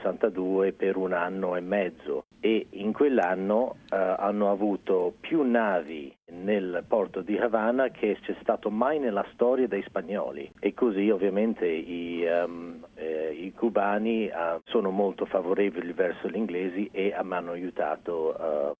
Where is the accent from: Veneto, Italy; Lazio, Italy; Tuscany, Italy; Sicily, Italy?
Tuscany, Italy; Florence; Sì, sono cresciuto a Firenze dove mio padre è andato a vivere lì dal 58, generalmente sono chiamato un anglo-becero.